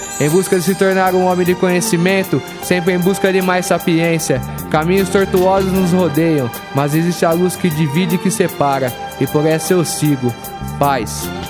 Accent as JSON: {"language": "Portuguese", "town": "São Carlos", "region": "São Paulo", "country": "Brazil", "said": "minha quebrada, Zona Sul de São Carlos, Monte Carlo, Jardim Gonzaga, Jardim Pacaembu, Vila Conceição, Jardim Cruzeiro do Sul, Cidade Araci 1 e 2, Antenor Garcia, Zavaglia"}